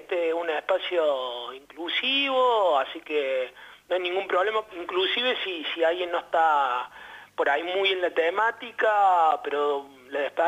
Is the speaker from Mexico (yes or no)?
no; Córdoba, Argentina; now in Salta, Argentina; yo soy cordobés, pero ya hace algunos años que vivo en Salta